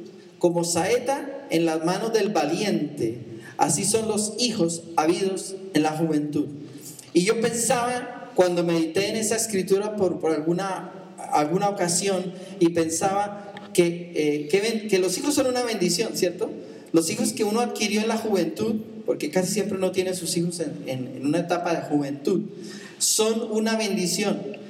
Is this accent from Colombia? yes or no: yes; Colombia; en mi cultura, siendo yo colombiano cuando yo era más niño, me enseñaron a respetarle al papá